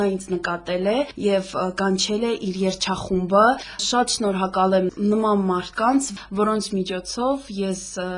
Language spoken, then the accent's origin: Armenian; Stepanakert, Karabakh, Azerbaijan; ծնվել եւ մեծացել եմ այստեղ, Ստեփանակերտում